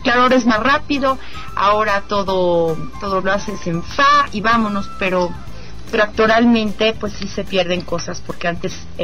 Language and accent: Spanish; Mexico City, Mexico; yo soy chilanga y aquí casi ni me muevo de la Ciudad de México.